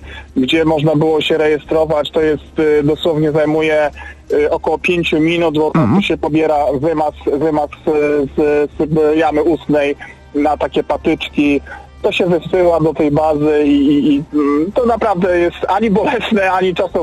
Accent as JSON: {"language": "Polish", "town": "Olsztyn", "region": "Warmian-Masurian Voivodeship", "country": "Poland", "said": "teraz w Olsztynie, jestem akurat z Olsztyna"}